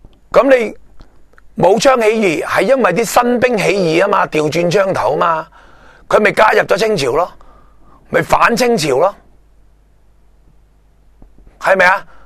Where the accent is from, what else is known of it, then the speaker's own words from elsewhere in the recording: Hong Kong; 咁系咪佢嘅立场系咪会比较贴近我哋香港人啊？